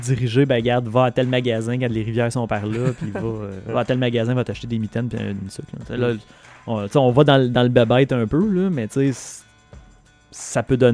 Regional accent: Quebec, Canada; je suis pas en train de dire qu'en tant que Québécois natif, on n'a pas à s'occuper de ça

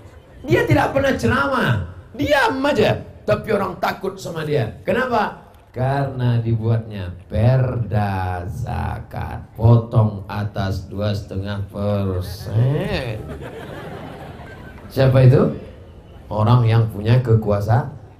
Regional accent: Riau, Indonesia; Saya dari Riau, ada satu kabupaten di tempat saya, zakatnya 10 miliar.

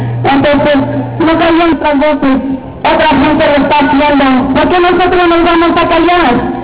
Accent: Chihuahua, Mexico; vengo del estado de Chihuahua, representando a la familia de Ciudad Juárez. Vengo representando

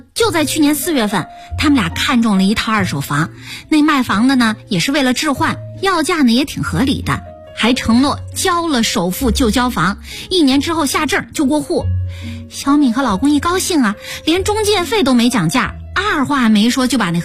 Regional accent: Shandong, China; 我是胶东那边的人，

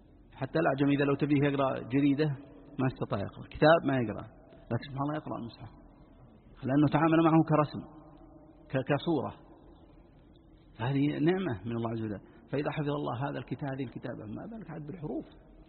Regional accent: Najd, Saudi Arabia; عندنا في نجد القاف ينطقونها قاء

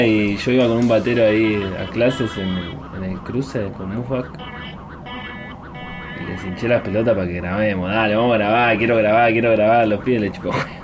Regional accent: Los Coihues, Río Negro, Argentina; nací acá en Los Coihues, en el barrio, me crié acá también

